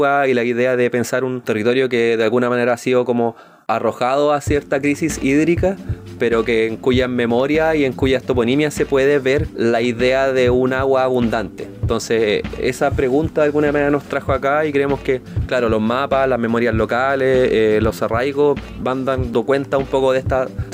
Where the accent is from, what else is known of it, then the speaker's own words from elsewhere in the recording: Curicó, Maule, Chile; now in Concepción, Chile; Yo vengo de Curicó, vivo en Conce, en verdad, pero claro, tengo cierto como arraigo por mi familia a lo que es el Maule